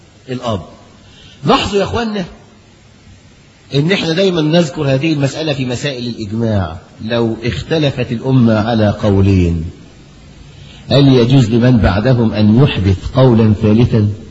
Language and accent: Arabic; Egypt; لكن القانون عندنا في مصر